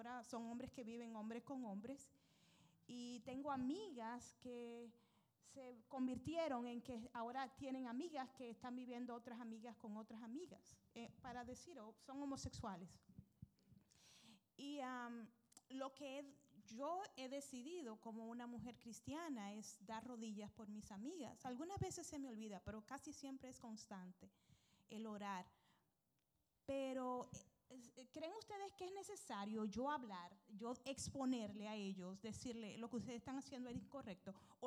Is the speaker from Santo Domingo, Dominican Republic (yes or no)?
no; Dajabón, Dominican Republic; nos criamos juntos en mi pueblo, en Dajabón